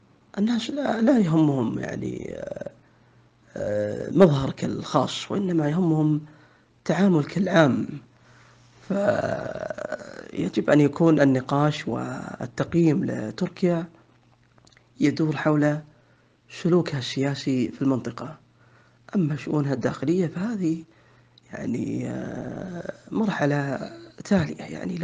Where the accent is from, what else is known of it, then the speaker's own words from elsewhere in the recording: Saudi Arabia; إذن موقفي أنا كسعودي من تركيا هو نفس موقفي من إيران